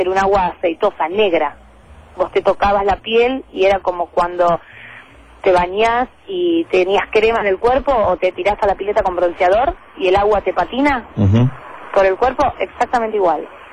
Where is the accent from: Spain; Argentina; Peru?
Argentina; La Plata, Buenos Aires Province; Lo digo yo, que soy platense, y lo digo por la ciudad de La Plata